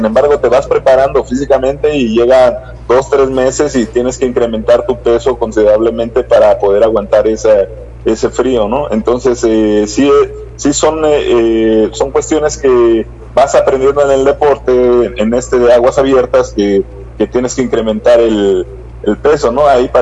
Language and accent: Spanish; Mexico City, Mexico; Yo soy de Ciudad de México.